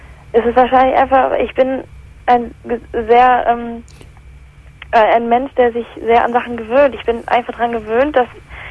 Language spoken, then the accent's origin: German; England, United Kingdom; Also ich komme ursprünglich aus England